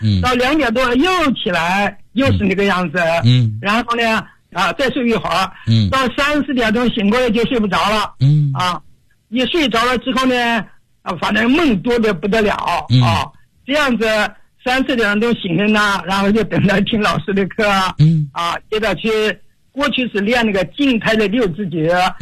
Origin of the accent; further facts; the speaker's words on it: Foshan, Guangdong, China; 我来自广东佛山，今年已经84周岁了。